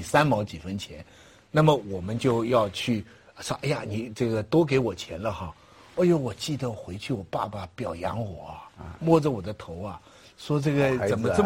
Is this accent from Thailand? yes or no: no; Taizhou, Zhejiang, China; 哎，我家乡台州。